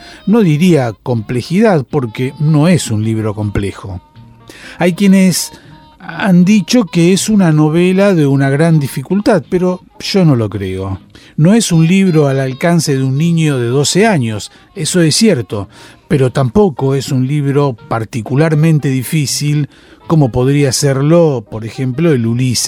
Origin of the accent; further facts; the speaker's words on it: Argentina; moved away as an adult; now in Paris, France; cuando salí de Argentina para irme a vivir a París, a comienzos de la década de los 50